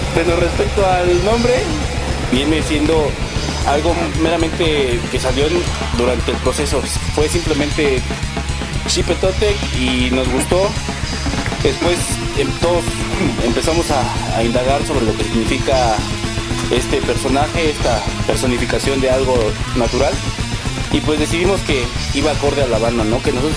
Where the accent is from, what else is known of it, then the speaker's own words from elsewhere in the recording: Mexico; tenemos la suficiente fuerza como mexicanos